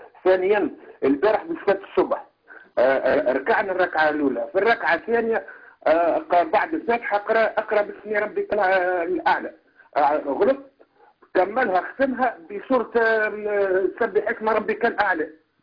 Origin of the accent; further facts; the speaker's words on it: Kairouan, Kairouan Governorate, Tunisia; انا من القيروان من تونس.